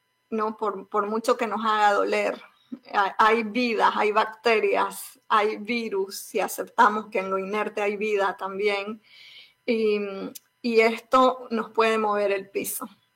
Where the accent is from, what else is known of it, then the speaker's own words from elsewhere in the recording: Bolivia; now in United States; No solamente que soy migrante de Bolivia a Estados Unidos